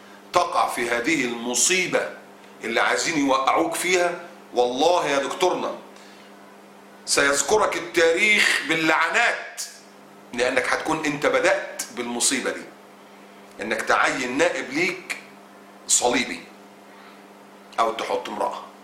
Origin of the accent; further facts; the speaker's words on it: Egypt; طالع واحد رئيس الصليبيين هناك عندنا في مصر وبيقول بالنص كده